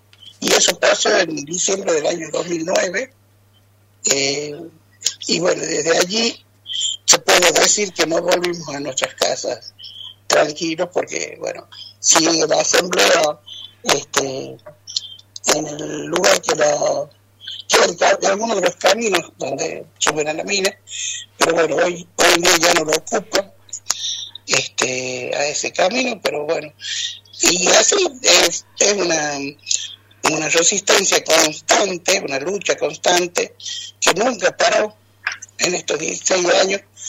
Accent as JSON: {"language": "Spanish", "town": "Andalgalá", "region": "Catamarca", "country": "Argentina", "tie": "born or raised there", "said": "porque si bien la lucha de mi pueblo de Andalgalá está más o menos desde el año 98"}